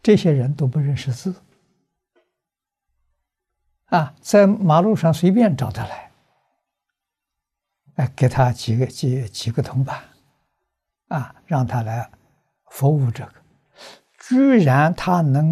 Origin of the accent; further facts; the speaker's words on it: Fujian, China; 因为我小时候住福建，福建佛乱的风气很深。啊，那个时候我念小学。